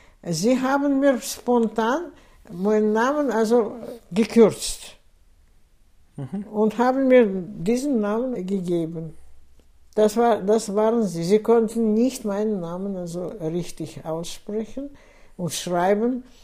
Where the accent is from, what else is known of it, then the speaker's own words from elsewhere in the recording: Baku, Azerbaijan; moved away; dann das Haus, wo ich geboren bin. Baku ist eine sehr schöne Stadt.